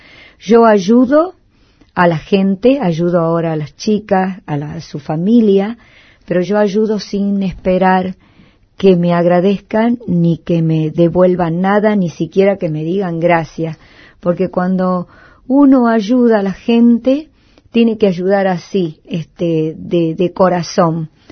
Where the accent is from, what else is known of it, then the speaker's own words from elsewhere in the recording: Bella Vista, Tucumán, Argentina; born there; del pueblo donde yo nací, que es a 20 kilómetros de la capital de Tucumán, que se llama Bellavista.